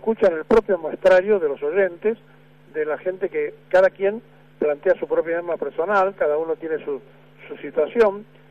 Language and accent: Spanish; Argentina; como los argentinos somos individualistas, nos pasa lo que nos pasa.